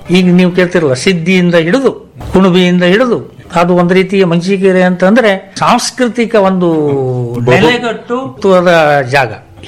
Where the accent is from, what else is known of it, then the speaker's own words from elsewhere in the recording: Minchikeri, Karnataka, India; ನಮ್ಮ ಊರು ಮಿಂಚಿಕೇರಿ ಕುಂಬರಿಗುಡ್ಡಿ